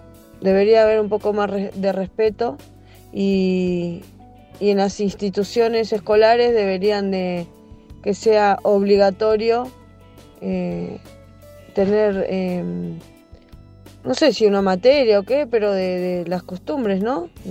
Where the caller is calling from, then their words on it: Quilmes, Buenos Aires Province, Argentina; de Quilmes.